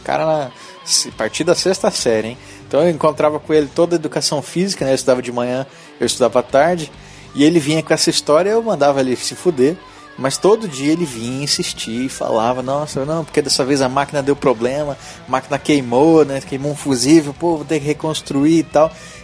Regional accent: Campo Grande, Mato Grosso do Sul, Brazil; eu sou 20 novo, sou de Campo Grande, Mato Grosso do Sul.

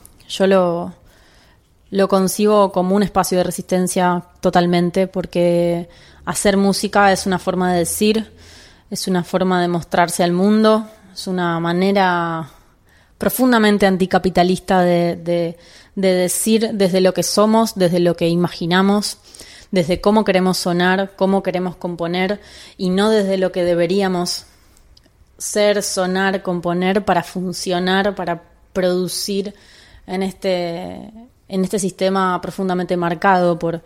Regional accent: Buenos Aires, Argentina; soy música de Buenos Aires

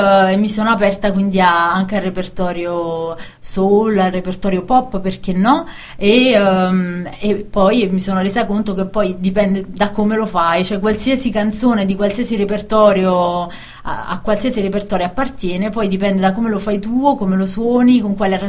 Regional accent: Caserta, Campania, Italy; io vengo da Caserta in Campania

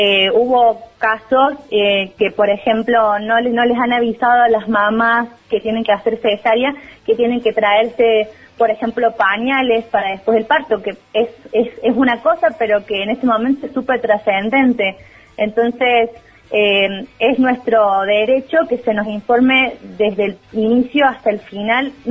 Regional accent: Córdoba, Argentina; este grupo de personas que somos del Departamento San Alberto

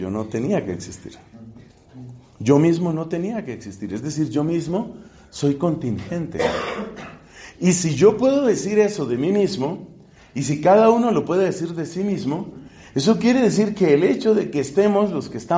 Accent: Colombia; será porque soy latino o colombiano o lo que sea

